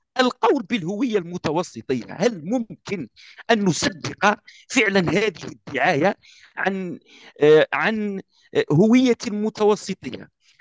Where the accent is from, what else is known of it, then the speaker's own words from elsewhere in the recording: Algeria; أعطيك مثال، أنا كجزائري أعرف